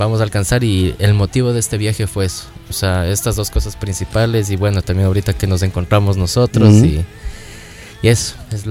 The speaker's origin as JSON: {"language": "Spanish", "town": "Ambato", "region": "Tungurahua", "country": "Ecuador", "said": "el viernes tenemos una rueda de prensa allá en mi ciudad antes del evento en el día sábado, ¿no? En el Teatro al Aire Libre en Ambato."}